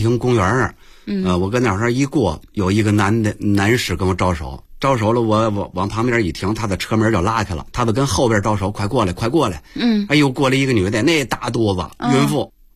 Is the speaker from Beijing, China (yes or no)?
yes; Beijing, China; 咱们是北京人